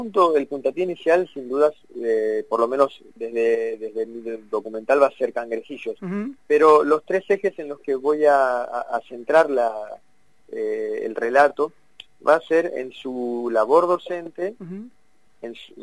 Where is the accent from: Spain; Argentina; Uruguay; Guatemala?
Argentina; Mar del Plata, Buenos Aires Province; now in Buenos Aires, Argentina; a mi regreso a Mar del Plata, que es la ciudad de donde yo soy